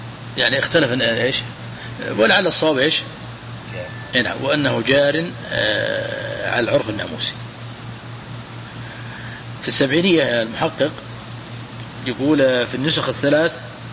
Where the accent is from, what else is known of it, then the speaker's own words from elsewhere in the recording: Najd, Saudi Arabia; عندنا في نجد أحبوا